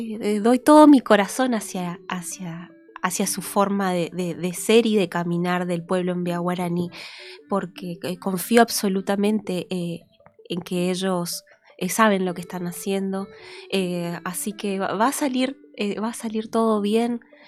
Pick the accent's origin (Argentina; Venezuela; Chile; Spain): Argentina; Posadas, Misiones; born there; En Posadas.